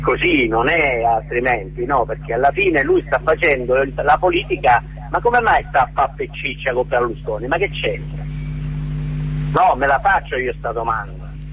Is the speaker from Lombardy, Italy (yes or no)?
no; Calabria, Italy; io sono sono calabrese e quando c'è stato lo sfollamento di quelli di Rosarno, io ero lì